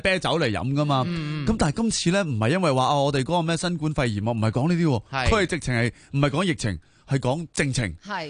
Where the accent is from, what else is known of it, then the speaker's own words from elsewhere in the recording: Hong Kong; 我哋香港人